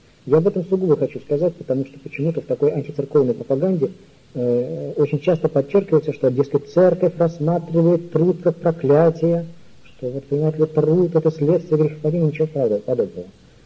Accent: Moscow, Russia; Опять же, помните, я несчастный москвич.

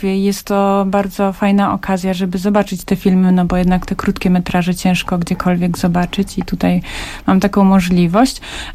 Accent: Nałęczów, Lublin Voivodeship, Poland; Bardzo, bardzo, bo ja jestem z Nałęczowa i Kazimierz Dolny no to jest miejsce, które bardzo często odwiedzam

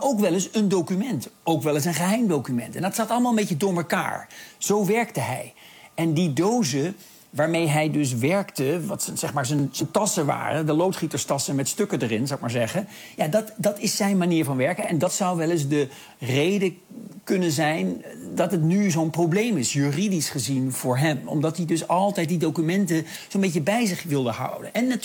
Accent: Netherlands; Ja, ik luister hier ook een beetje als een Nederlander naar. Ik bedoel, onze Nederlandse aanvalsplannen op Duitsland zijn strikt geheim.

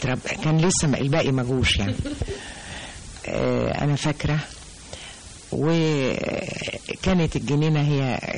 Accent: Sharqia Governorate, Egypt; هو كان من الاعيان عندنا في البلد في الريف، احنا من الشرقية، وكنا بنقضي يمكن اجازة الصيف من المدرسة كنا بنقضيها في البلد.

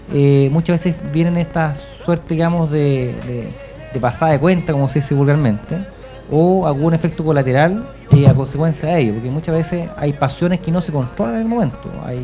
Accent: Chile; Cuando uno hace trámite, como buen chileno, uno anda atrasado

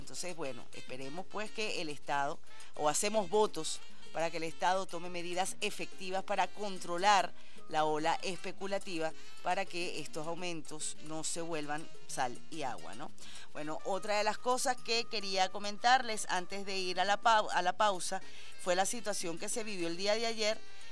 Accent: Venezuela; todos somos venezolanos

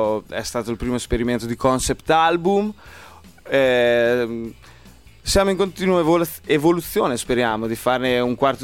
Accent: Emilia-Romagna, Italy; noi veniamo da un paesino in realtà, non siamo di Forlì, ma

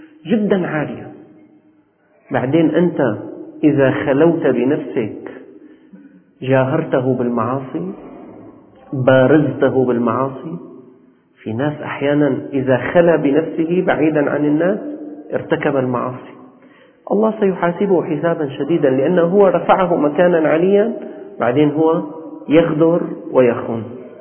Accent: Damascus, Damascus Governorate, Syria; أنا أخبركم أكثركم ليس من أهل الشام، نحن والأساتذة من أهل الشام.

